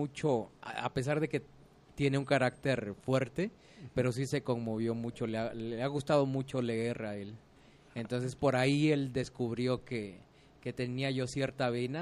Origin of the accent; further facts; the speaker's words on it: Oaxaca, Mexico; Yo soy oaxaqueño, nací en 1979